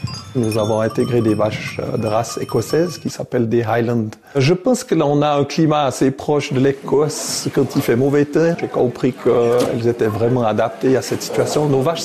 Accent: Le Bioux, Vaud, Switzerland; je suis né au Biot au mois de mai 1957. J'ai grandi dans une partie du village qui s'appelle Chez-Besson, dans la ferme de mes parents et de mes grands-parents.

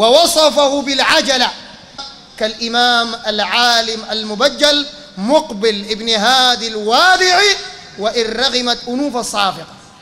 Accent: Sudan; لا من حيث العدد ولا من حيث التأثير وانتشار العقائد عندنا في السودان

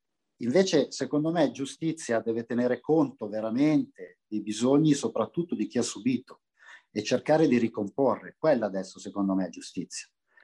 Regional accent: Milan, Lombardy, Italy; io ero un ragazzo nato e cresciuto in Barona, Milano, che è un quartiere, per usare un eufemismo, diciamo vivace. Era un quartiere in profonda periferia di Milano

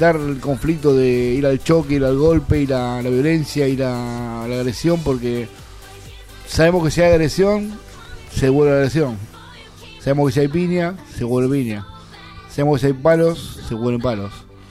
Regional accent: Quilmes, Buenos Aires Province, Argentina; Bueno, yo fui a la casa del vecino. De ahí nos fuimos caminando hasta el centro de Quilmes.

